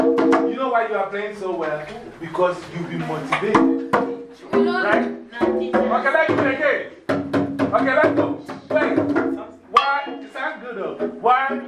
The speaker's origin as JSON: {"language": "English", "country": "Ghana", "moved": "as an adult", "lives_now": "United States", "said": "I went to college here when I came from Ghana, half state. It's called State University of Bradford. State University of New York, Bradford, Rochester. Okay, now, there were three Ghanaians at the college."}